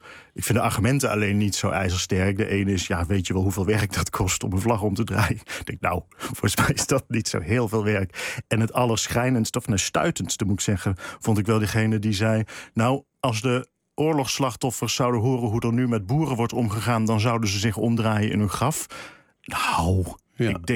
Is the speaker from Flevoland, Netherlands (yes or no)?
no; Eindhoven, North Brabant, Netherlands; En ik zelf kom ook uit Eindhoven. Ik heb nooit dialect geleerd, maar het wel om me heen gehoord.